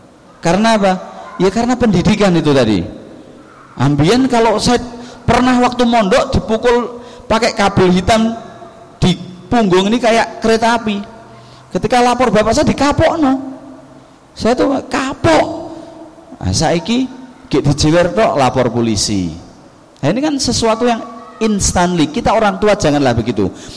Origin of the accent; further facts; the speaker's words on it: Java, Indonesia; kebiasaan mereka yang naudzubillah mungkin lebih nemen daripada kebiasaan kita orang Jawa atau orang Indonesia pada umumnya.